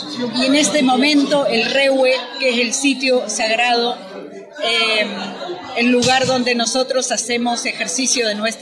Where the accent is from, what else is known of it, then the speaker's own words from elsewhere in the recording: Zapala, Neuquén, Argentina; born there; vengo de la provincia del Neuquén, vivo en la comunidad Curruinca, a los pies del Cerro Chapelco. Soy nacida en la zona centro, en la zona de Zapala, en una de las comunidades de la zona centro de la provincia del Neuquén.